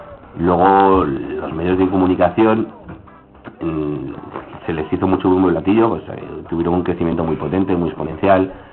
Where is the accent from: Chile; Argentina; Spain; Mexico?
Spain; Aragon; Cuando viajamos fuera, vamos a otras naciones sin Estado, ¿no? Y entonces, pues, ¿de dónde eres? No, pues, sí, de Aragón.